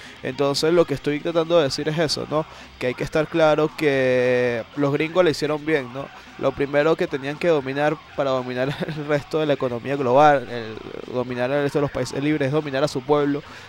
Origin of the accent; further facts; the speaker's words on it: Caracas, Capital District, Venezuela; nosotros somos, antes de ser venezolanos, ser caraqueños, somos latinoamericanos.